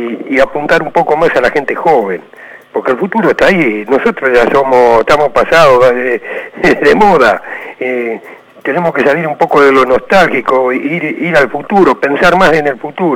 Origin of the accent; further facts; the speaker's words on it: Monte Grande, Buenos Aires Province, Argentina; de Montegrande.